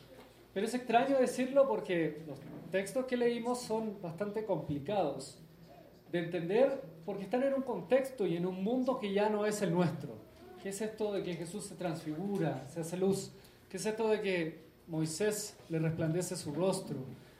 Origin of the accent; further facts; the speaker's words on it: Chile; accent: Chilean; Realmente no hablo tanto como chileno. Imagínense ustedes si hablara.